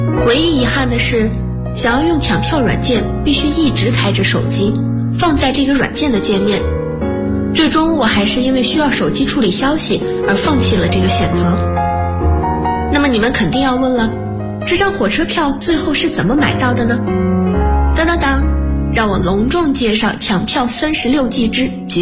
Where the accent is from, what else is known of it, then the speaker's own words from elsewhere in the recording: Lanzhou, Gansu, China; now in Nanjing, China; ，来自甘肃兰州，我在南京大学，距离我的家乡1705公里。